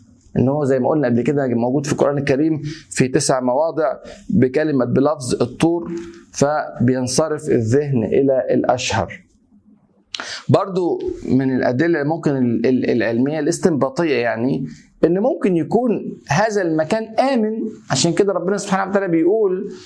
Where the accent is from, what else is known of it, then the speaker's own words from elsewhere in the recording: Egypt; مش عشان انا مصري برضه